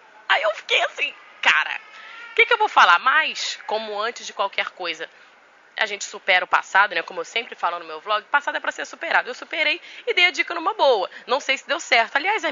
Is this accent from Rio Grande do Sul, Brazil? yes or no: no; Maceió, Alagoas, Brazil; now in Rio de Janeiro, Brazil; Eu sou de Maceió, não sei se já te falei isso. Já, algumas pessoas que veem meus vídeos já viram que eu sou de Alagoas, mas moro no Rio há muitos anos.